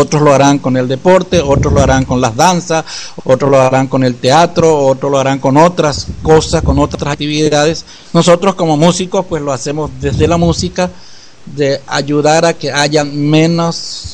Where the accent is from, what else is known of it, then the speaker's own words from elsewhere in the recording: San Juan Bautista, Misiones, Paraguay; en San Juan Bautista de las Misiones, en mi pueblo